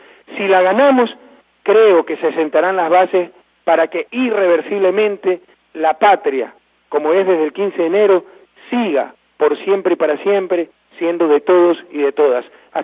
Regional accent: Guayaquil, Guayas, Ecuador; la próxima semana la pasaremos en Guayaquil, festejando mi ciudad, el aniversario de fundación de mi ciudad natal

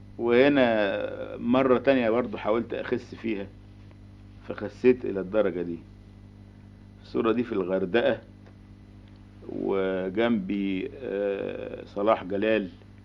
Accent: Cairo, Cairo Governorate, Egypt; انا من القاهرة.

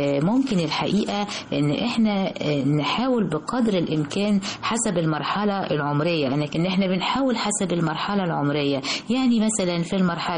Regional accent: Egypt; هذا النصر العظيم الذي نفتخر به جميعا كمصريين

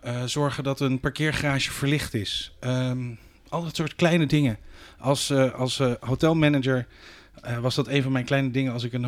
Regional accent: Leiden, South Holland, Netherlands; now in Rotterdam, Netherlands; ik ben een geadopteerde Rotterdammer. Ik ben geboren en getogen in Leiden. Vervolgens heb ik een tijdje in die andere grote stad in Nederland gewoond.

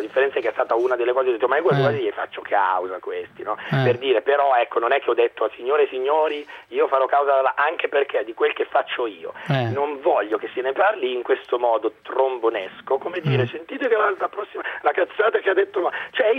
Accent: Monza, Lombardy, Italy; io sono di Monza

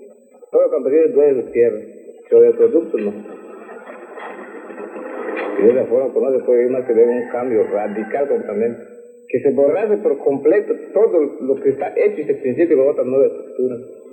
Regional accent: Mérida, Yucatán, Mexico; born there; Nací en Mérida, Yucatán.

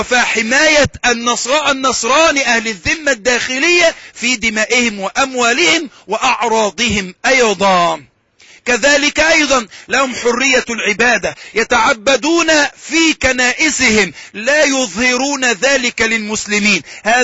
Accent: Alexandria, Alexandria Governorate, Egypt; عندنا في الإسكندرية عندما حدث انفلات أملي ولم يوجد وجود للشرطة تماما

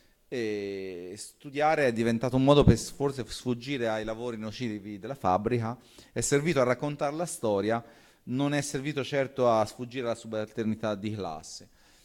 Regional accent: Piombino, Tuscany, Italy; born there; io sono nato a Piombino e non è una scelta casuale

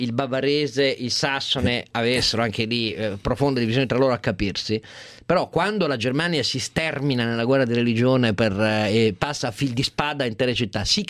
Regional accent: Piedmont, Italy; io del Piemonte sono piemontese

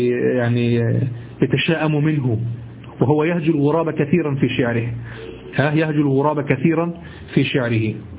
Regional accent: Egypt; اليمام الذي نعرفه في مصر

